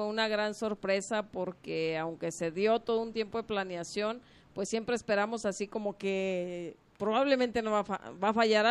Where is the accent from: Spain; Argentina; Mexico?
Mexico; Tlaltenango; Vida de niños en un pueblo se trata de trabajar un poquito entre juego y trabajo, pero fue muy divertido.